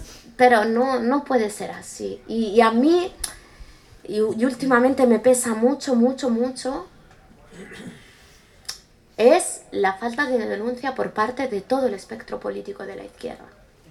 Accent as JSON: {"language": "Spanish", "country": "Western Sahara", "said": "Pero aquí ya hablo como saharaui."}